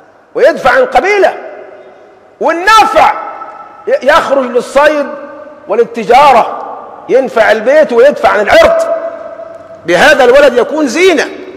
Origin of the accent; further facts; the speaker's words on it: Egypt; ما يربطني به إلا أنه مصري وأنا مصري.